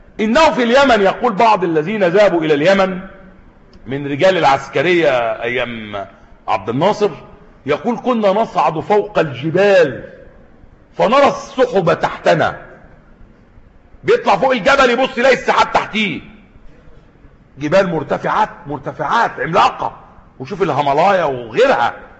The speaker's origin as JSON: {"language": "Arabic", "country": "Egypt", "said": "عندنا في مصر هنا"}